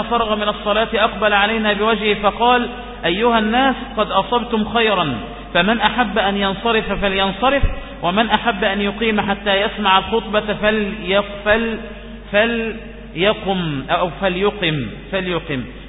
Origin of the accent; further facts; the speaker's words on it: Egypt; يأتي لنا بإسناد يكون كل رواتي إيه مصريون، فهذا شرف لنا نحن من مصر